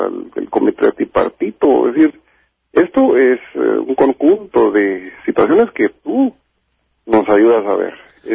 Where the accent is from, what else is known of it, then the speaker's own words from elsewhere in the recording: Guatemala; Yo soy de Guatemala.